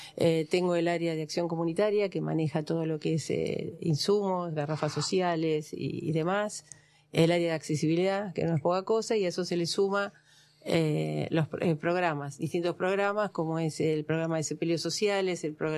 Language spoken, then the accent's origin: Spanish; Ingeniero Uruguay, Entre Ríos, Argentina; En el medio dejé la concejalía para asumir la delegación de Ingeniero Uruguay, lugar que me enorgullece porque yo soy nativa de Ingeniero Uruguay